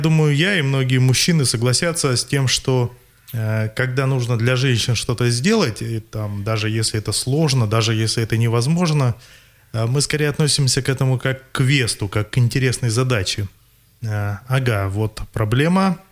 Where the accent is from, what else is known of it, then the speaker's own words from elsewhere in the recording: Novosibirsk, Novosibirsk Oblast, Russia; Да, я из Новосибирска, и действительно сейчас нахожусь в Красноярске на достаточно продолжительном проекте.